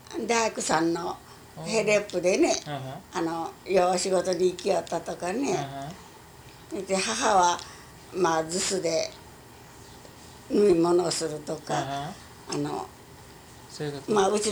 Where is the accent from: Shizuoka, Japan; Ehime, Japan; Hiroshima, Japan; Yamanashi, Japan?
Hiroshima, Japan; born there; 生まれたんかな、日本の広島で生まれたん